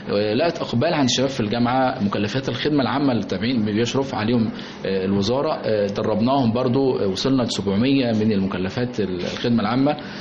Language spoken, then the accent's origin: Arabic; Egypt; لأن احنا كمجتمع مصري مجتمع بيمتاز بالروابط الأسرية